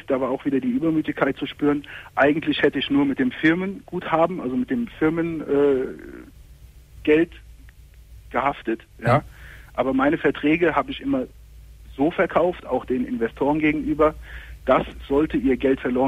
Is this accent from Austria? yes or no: no; Turkey; ich bin Türke, wie du ja hörst, ja. Und Sohn von klassischen Gastarbeitern.